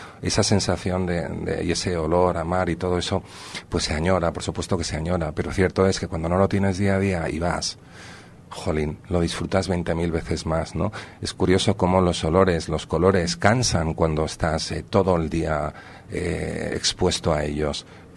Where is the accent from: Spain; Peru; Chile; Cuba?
Spain; Madrid, Community of Madrid; moved away as an adult; now in San Sebastián, Spain; esté en Donosti desde los 18 años, que fue cuando abandoné entre comillas la presencia día a día en mi ciudad natal.